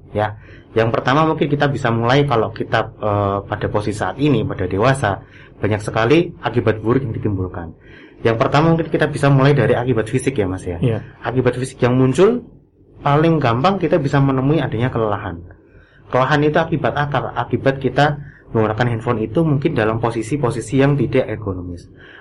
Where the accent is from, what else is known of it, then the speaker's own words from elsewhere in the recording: Semarang, Central Java, Indonesia; Saya asli Semarang